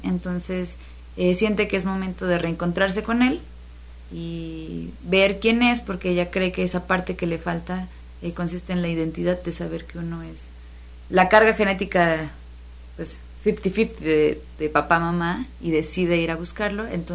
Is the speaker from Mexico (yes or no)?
yes; Xalapa, Veracruz, Mexico; que yo soy muy fan de Jalapa, o sea, es mi ciudad y además la presumo por todos lados porque me gusta muchísimo.